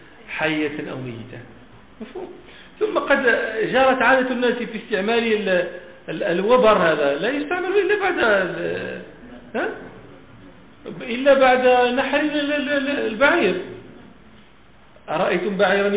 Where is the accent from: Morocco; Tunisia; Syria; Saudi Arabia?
Morocco; فين هاتش عندنا في المغرب شي بلاصه